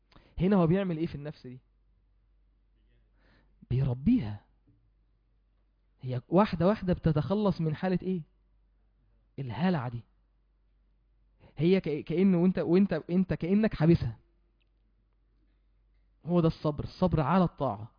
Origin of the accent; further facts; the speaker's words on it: Mansoura, Dakahlia, Egypt; يعني عندنا في المنصورة موجود في وقت بين المغرب والعشاء